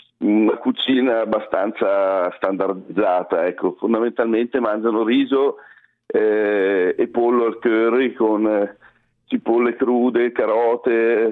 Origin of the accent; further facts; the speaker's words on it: Lombardy, Italy; Io poi che sono un lombardo verace